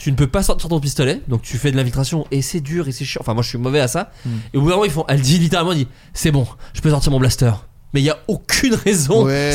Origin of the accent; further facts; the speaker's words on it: Bourgogne-Franche-Comté, France; Après, attention, moi, j'ai grandi en Bourgogne. Ce qui fait qu'on avait 5 ans d'écart avec le reste du monde.